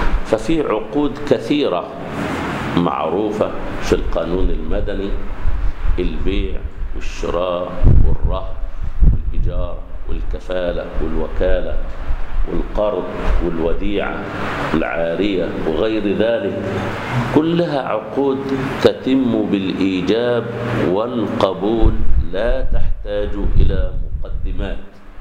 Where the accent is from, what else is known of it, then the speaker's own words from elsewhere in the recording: Egypt; والمطبق عندنا في مصر